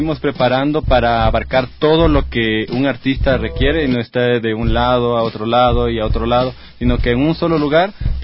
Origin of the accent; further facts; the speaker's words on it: Pichincha, Ecuador; como somos del Valle de los Chillos